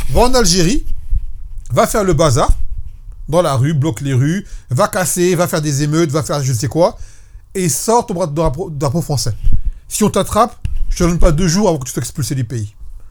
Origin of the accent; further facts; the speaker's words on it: France; Moi, je vous dis une chose, je suis un Français.